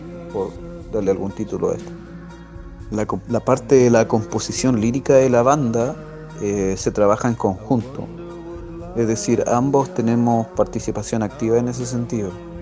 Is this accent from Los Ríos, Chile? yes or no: no; Cañete, Biobío, Chile; yo soy de acá de Cañete y mi compañero es de Valdivia.